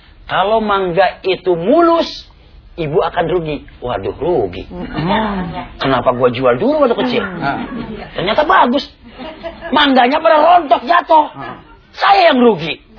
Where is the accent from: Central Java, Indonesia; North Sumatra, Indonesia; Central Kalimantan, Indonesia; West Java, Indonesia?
West Java, Indonesia; Bekasi; now in Tangerang, Indonesia; Dari Bekasi pindah ke Tangerang.